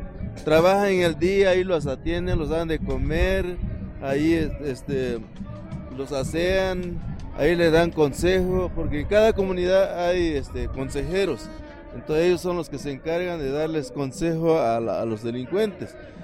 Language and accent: Spanish; Malinaltepec, Guerrero, Mexico; Soy de la comunidad de Tierra Colorada, municipio de Malinaltepec, Guerrero.